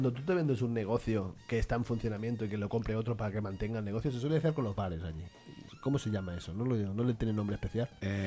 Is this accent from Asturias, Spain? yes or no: no; Catalonia, Spain; Yo soy catalán